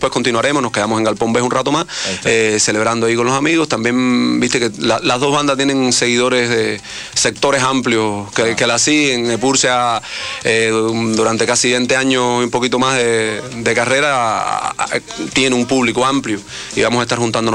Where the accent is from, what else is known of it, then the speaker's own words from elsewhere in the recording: Cuba; No, era cubano, soy cubano, sí.